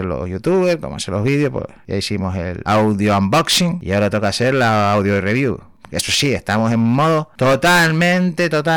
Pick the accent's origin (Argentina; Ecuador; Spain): Spain; Canary Islands; accent: Canarian; puedo decir que soy de Canarias, ¿no? Ya mi acento me delata